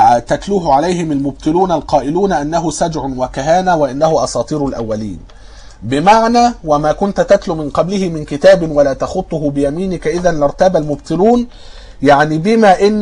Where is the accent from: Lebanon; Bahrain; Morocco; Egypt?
Egypt; وكنت قلت ان عندنا في مصر